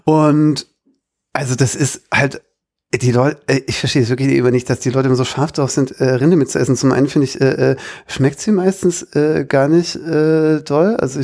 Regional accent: Baden-Württemberg, Germany; Ich bin ja Schwabe, jetzt ist es raus. Und als Schwabe isst man natürlich gerne Kässpätzle.

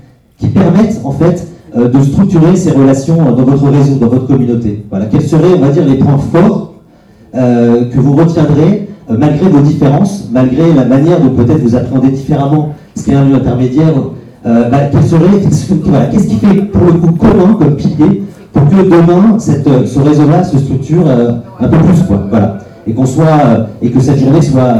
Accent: Marseille, Provence-Alpes-Côte d'Azur, France; moi, je suis marseillais et je suis nourri d'une expérience depuis assez longtemps d'un contexte en fait qui est très particulier à Marseille.

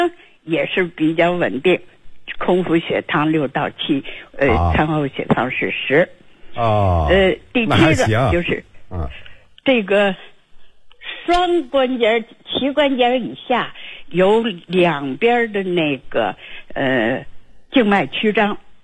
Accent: Beijing, China; 我是北京的

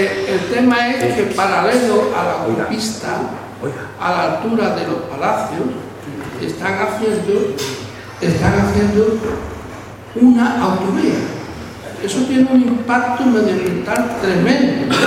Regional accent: Tarifa, Andalusia, Spain; Decía que vengo de Tarifa, de Punta Europa, me ha costado más venir que el libro.

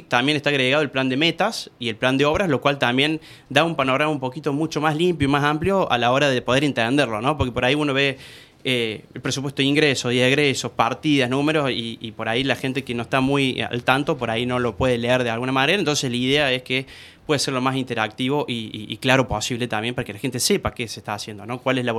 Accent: Argentina; Como argentinos, de vez en cuando alguna alegría.

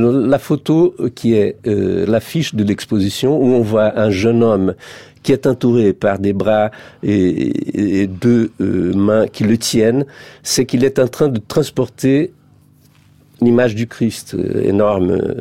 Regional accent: Rio de Janeiro, Brazil; born there; French is a second language; je suis né à Rio, je suis pas rural, je suis citadin

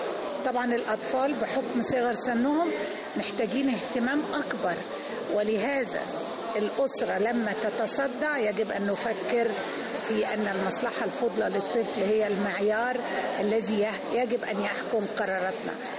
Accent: Egypt; احنا يا مصريين تعودنا كل حاجة نجيبها بالكتير والمظهر عندنا مهم.

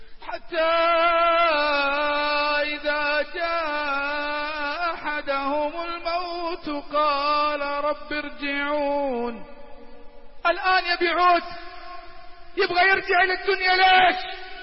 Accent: Riyadh, Riyadh Province, Saudi Arabia; الدائري عندنا بالرياض

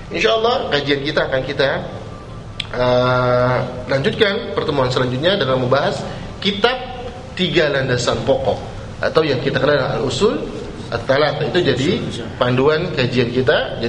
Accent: Jakarta, Indonesia; Saya orang Betawi Pak, orang Kemayoran. Saya itu duduk Kemayoran

